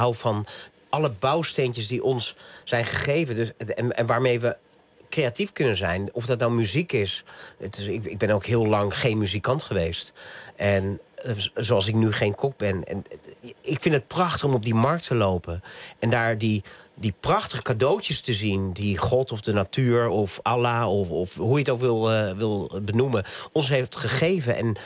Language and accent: Dutch; Naarden, North Holland, Netherlands; also born or lived in Bussum / Amsterdam; Ik ben geboren hier niet zo ver vandaan, in Bussum en opgegroeid in Naarden.